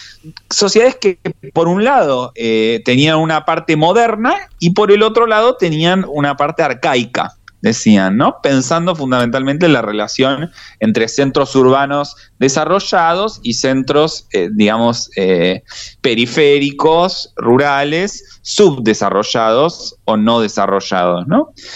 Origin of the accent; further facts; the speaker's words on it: Argentina; en nuestro caso como argentinos y argentinas, preocupado también